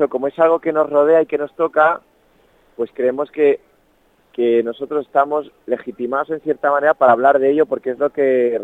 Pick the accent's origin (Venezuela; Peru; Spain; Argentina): Spain; Madrid, Community of Madrid; yo soy de Chamberí y me gusta mucho el barrio de Chamberí, ¿sabes?